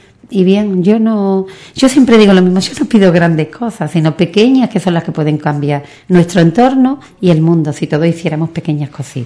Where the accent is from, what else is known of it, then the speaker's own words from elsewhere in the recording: Ubrique, Andalusia, Spain; Esto es de no sé quién, esto es nuestro, de Ubrique.